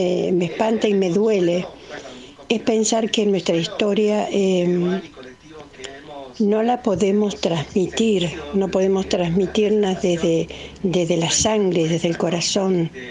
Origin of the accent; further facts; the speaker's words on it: Argentina; poder decir con mucho orgullo, más orgullo, que somos argentinos dignos